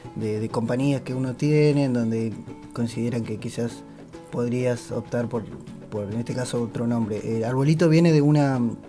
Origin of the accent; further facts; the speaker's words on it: San Antonio de los Cobres, Salta, Argentina; Yo soy de Salta, de la Puna de Atacama, más concretamente del pueblo de San Antonio de los Cobres.